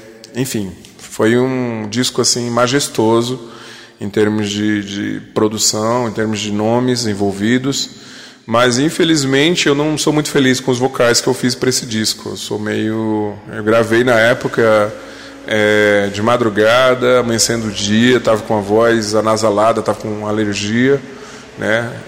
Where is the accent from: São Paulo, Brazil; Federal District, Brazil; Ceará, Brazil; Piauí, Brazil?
Federal District, Brazil; Brasília; Eu não sou daí, sou de Brasília, né?